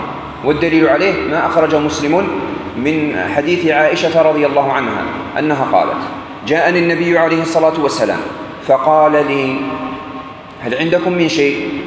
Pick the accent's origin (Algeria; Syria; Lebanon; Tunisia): Algeria; في أكلة احنا عندنا في الجزائر تشبهها